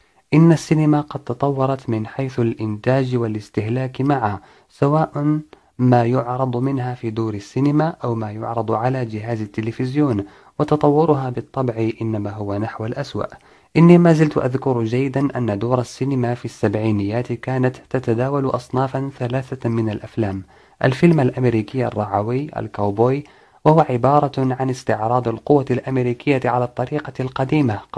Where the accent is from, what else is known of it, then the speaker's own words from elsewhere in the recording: Morocco; يكفي أن نشير إلى ما نملك كمغاربة توجيهه لو حسنت النيات، ألا وهو الإعلام الوطني